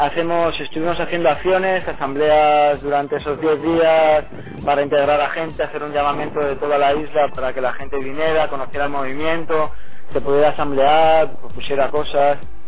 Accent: Canary Islands, Spain; vengo desde La Palma, del Movimiento 15M de La Palma.

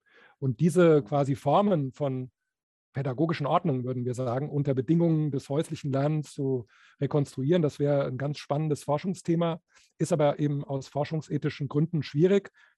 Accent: Bremen, Germany; Ich komme ja aus Bremen

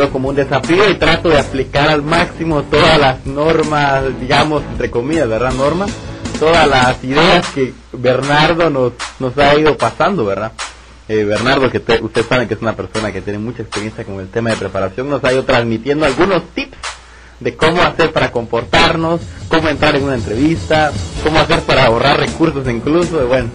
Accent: Guatemala; now in Montevideo, Uruguay; Queremos mandar un saludo especial de acá desde Montevideo, Uruguay. … soy de Guatemala

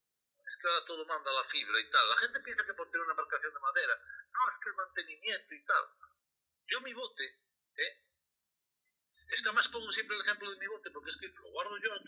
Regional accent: Asturias, Spain; los que somos asturianos somos muy asturianos

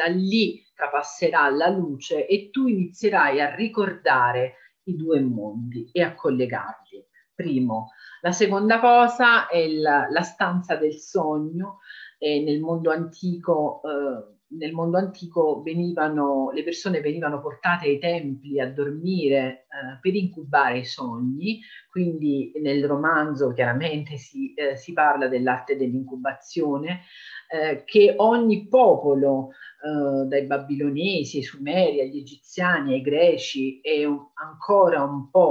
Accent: Naples, Campania, Italy; now in Calabria, Italy; Io vivo in Calabria, ma sono napoletana

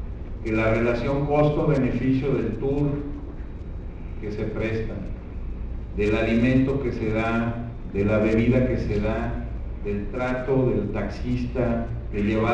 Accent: Mexico; Yo soy mexicano y vivo en México.

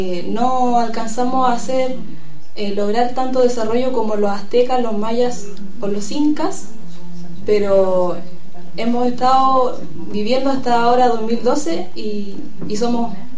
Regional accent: Licán Ray, Araucanía, Chile; Hola a todos los hermanos, yo soy de Licanray de Chile, del país de Chile

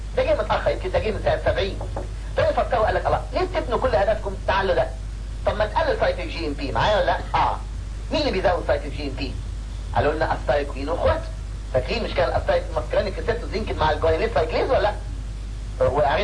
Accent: Egypt; في ناس كتير تيجي من بره عندنا في مصر هنا

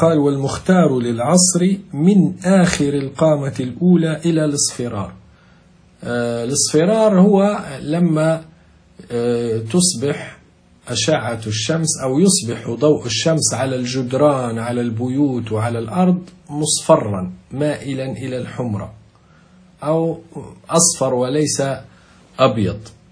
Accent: Libya; نحن نقول عندنا في ليبيا نقول الظل يموت

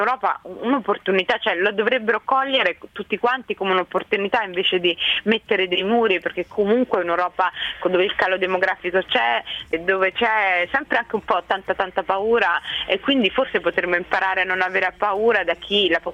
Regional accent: Somalia; il mio paese di origine, la Somalia, ha vissuto 23 anni di guerra civile e adesso 2 anni di instabilità comunque

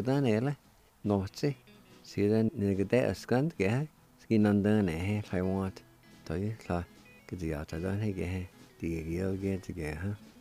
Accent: Jay, Oklahoma, United States; when I grew up around Jay, around Piney area, I don't remember us doing that.

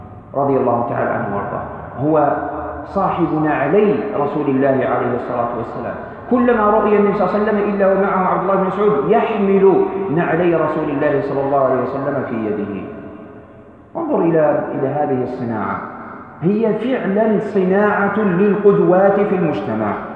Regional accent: Algeria; ووقعت هنا عندنا في الجزائر.

